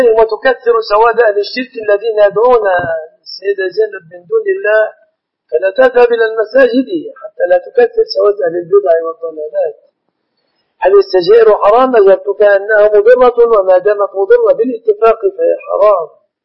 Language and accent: Arabic; Egypt; في الغالب أن الذين يعلقون الطلاق في بلادنا مصر يقصدون به التهديد